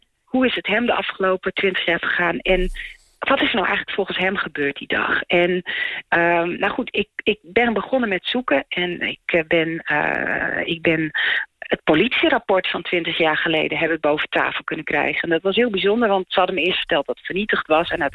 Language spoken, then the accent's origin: Dutch; Friesland, Netherlands; born there; toen ik in 2011 een keer in Heerenveen was, dat is in de buurt waar ik geboren ben